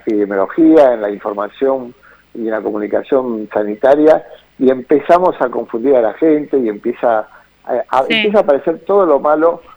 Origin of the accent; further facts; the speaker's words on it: Buenos Aires, Argentina; los porteños y las porteñas somos muy particulares, ¿no?